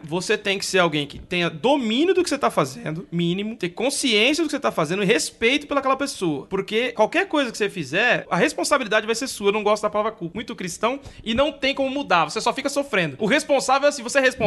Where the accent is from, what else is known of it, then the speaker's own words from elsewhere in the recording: São Mateus, Brazil; eu sou de São Mateus, desculpa.